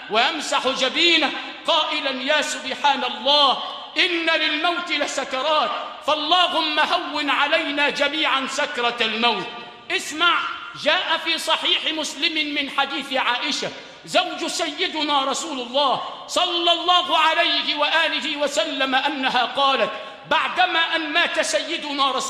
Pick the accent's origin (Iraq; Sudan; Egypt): Egypt; Sharqia Governorate; أو مشايخنا الموجودين عندنا في الشرقية